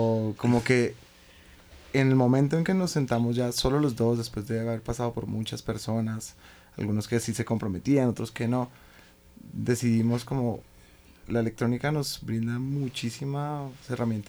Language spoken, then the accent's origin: Spanish; Fusagasugá, Cundinamarca, Colombia; now in Bogotá, Colombia; ya cuando como aterricé acá en Bogotá, porque no somos de acá, somos de Fusagasugá